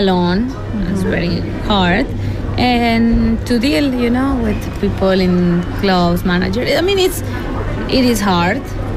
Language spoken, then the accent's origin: English; Mexico; English is a second language; moved away as an adult; I can be a dance teacher, and I'm from Mexico.